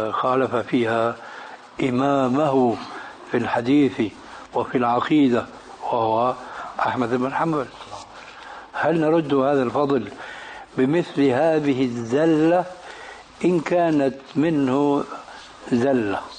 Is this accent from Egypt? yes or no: no; Syria; وعندنا في الشام بيقولوا كلمة